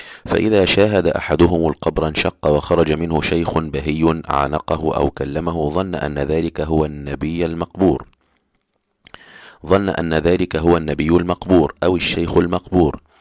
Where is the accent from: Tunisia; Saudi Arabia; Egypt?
Egypt; يعني في قرى كنت أعرفها في عندنا في مصر، في الصعيد وفي الشرقية